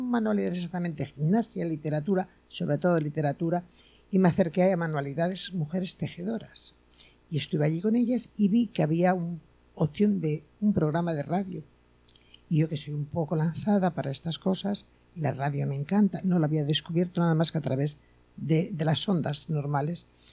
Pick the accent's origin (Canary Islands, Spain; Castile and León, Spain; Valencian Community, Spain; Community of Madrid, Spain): Castile and León, Spain; soy castellana vieja, pero loba.